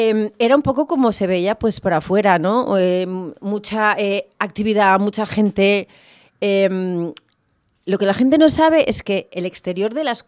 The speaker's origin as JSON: {"language": "Spanish", "town": "Gijón", "region": "Asturias", "country": "Spain", "tie": "born or raised there", "also_born_or_lived": "Avilés", "said": "yo vivía en Gijón, yo nací en Avilés, pero cuando era muy, muy pequeñita mis padres ya me llevaron a Gijón a vivir."}